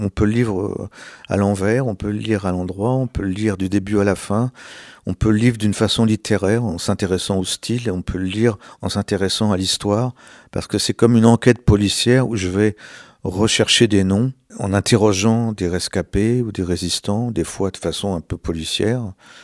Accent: France; Je me suis intéressé au nucléaire, surtout en tant que Français.

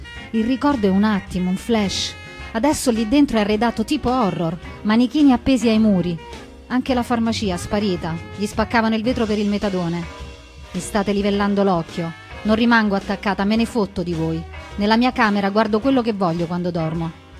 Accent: Rome, Lazio, Italy; born there; C'ho 75 anni, sono nata a San Lorenzo, all'ospedale, cazzo, mica a casa.

